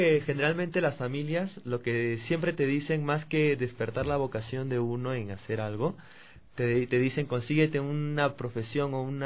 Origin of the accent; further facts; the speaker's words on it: Lima, Peru; Sí, del distrito de Pueblo Libre.